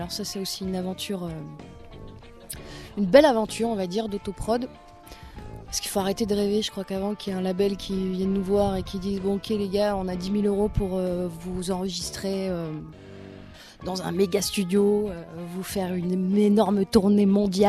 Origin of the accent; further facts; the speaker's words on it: Roubaix, Hauts-de-France, France; je venais de Roubaix. Et en fait, Roubaix, qui est une ville hyper prolo, je suis fille d'ouvrier, enfin voilà, c'est vraiment dans le nord, et puis c'est vraiment les usines. Et en fait, j'ai grandi dans un quartier qui s'appelait les Trois Ponts, à Roubaix.